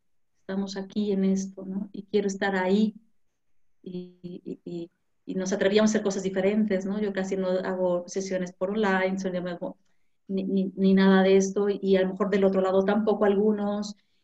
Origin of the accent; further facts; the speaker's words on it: Mexico; now in Spain; siempre he pensado que España me ha enseñado mucho. México me ha dado mucho. Amo mi tierra, amo mi país, amo mi familia.